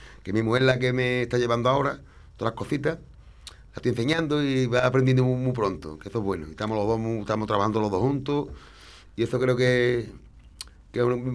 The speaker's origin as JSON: {"language": "Spanish", "region": "Andalusia", "country": "Spain", "said": "nosotros somos así, los andaluces, la gente de Lezo, somos así, de momento tenemos el pronto este."}